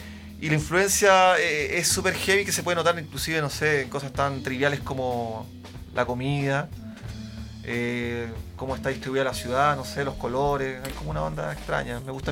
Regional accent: Arica, Arica y Parinacota, Chile; now in Santiago, Chile; Sí, soy de Arica y estoy acá en Santiago hace como 10 años, más o menos.

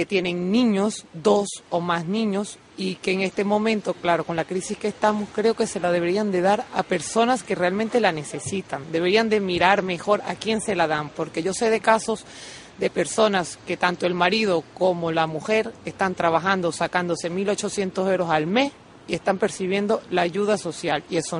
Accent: Portugal; now in Canary Islands, Spain; Yo soy de Portugal.

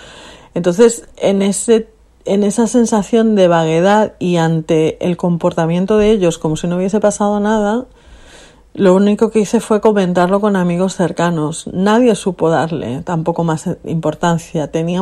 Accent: Alicante, Valencian Community, Spain; moved away; Y yo compartí piso con dos chicos que eran de Valencia, yo soy de Alicante.

